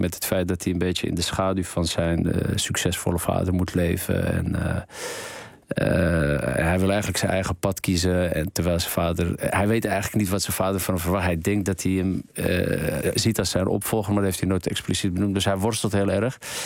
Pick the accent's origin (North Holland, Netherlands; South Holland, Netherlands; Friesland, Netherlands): North Holland, Netherlands; Amsterdam; ik kom zelf uit Amsterdam, hier aan de Eversestraat.